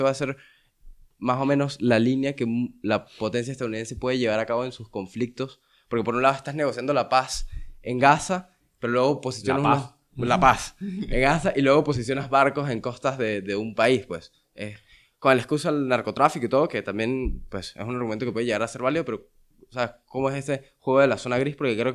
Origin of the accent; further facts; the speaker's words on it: Venezuela; yo soy venezolano.